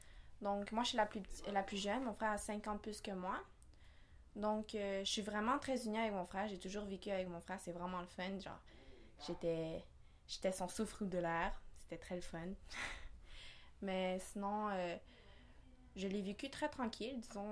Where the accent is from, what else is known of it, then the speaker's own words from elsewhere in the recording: Montreal, Quebec, Canada; Je suis née ici à Montréal, plus précisément à La Salle. Je viens d'une famille chilienne, donc je suis capable de parler le français et l'espagnol. Je suis allée à l'école de mon quartier, c'est-à-dire que francophone